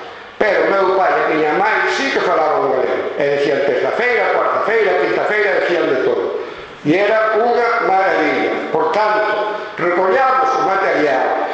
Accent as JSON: {"language": "Galician", "town": "Vila Seca", "region": "Galicia", "country": "Spain", "said": "eu sinto-me orgulloso de ser limiado. E dentro da línea eu son de Vila Seca, e ademais Vila e pois Seca, separada."}